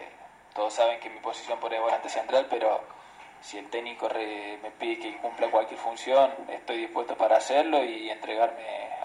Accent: La Para, Córdoba, Argentina; cada vez que iba a patear una pelota con mis amigos, en el pueblo, siempre pensaba en eso

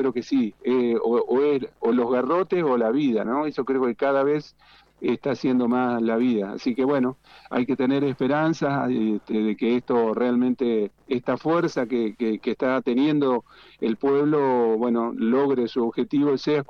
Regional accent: Entre Ríos, Argentina; born there; now in Mendoza, Argentina; acá en Mendoza, es más, mira, yo soy nacido en Entre Ríos, yo nací en la costa del río Uruguay, a 300 metros del río Uruguay.

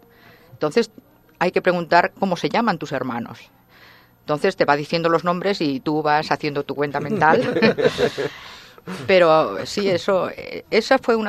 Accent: Barcelona, Catalonia, Spain; En Europa yo me acuerdo de pequeña en la playa, siempre soy de Barcelona y veraneábamos en la playa

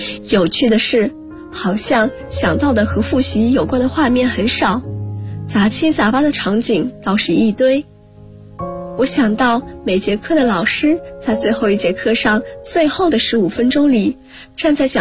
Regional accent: Guangzhou, Guangdong, China; 来自广州，我在南京大学，距离我的家乡1300公里。

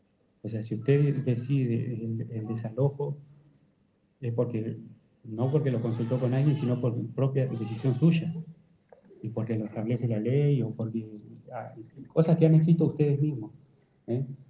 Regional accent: Bariloche, Río Negro, Argentina; born there; soy integrante de la Locho Benuleo. Vivo acá en Bariloche, nací en Bariloche

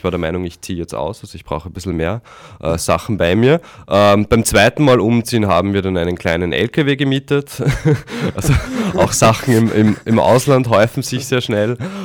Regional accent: Austria; die Heimat ist dann doch in Österreich. Und in diesem Sinne freue ich mich, dass ich jetzt wieder zu Hause bin und in meiner Heimat, aber auch gleichzeitig bald wieder nach Kanada zurückkehren kann.

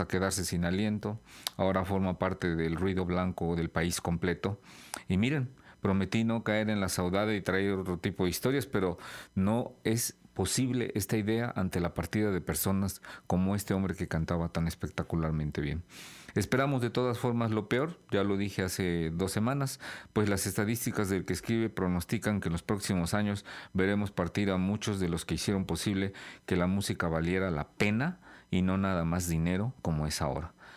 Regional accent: Mexico; Los mexicanos seguimos siendo igual que en los 50.

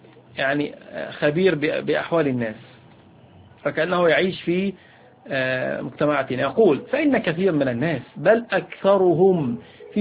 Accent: Egypt; وهذا أمر على فكرة منتشر فيه على الأقل عندنا في مصر

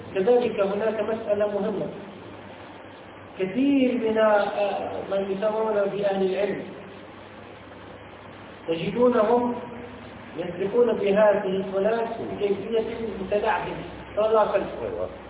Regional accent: Tunisia; يقول من عندنا في تونس

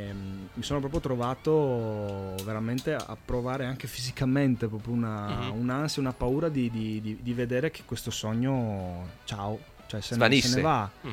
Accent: Veneto, Italy; Io sono veneto, quindi Femo, Demo.

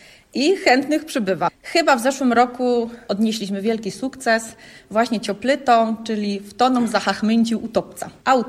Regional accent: Silesian Voivodeship, Poland; Przyznam sama, ja jestem Ślązaczką i nie mówię po śląsku w domu.

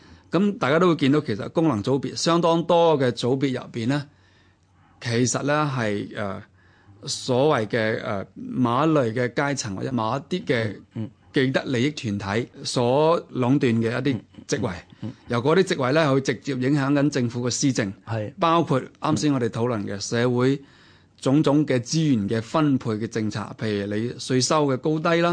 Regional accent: Hong Kong; 其实呢个系我哋香港人大家一齐思考嘅

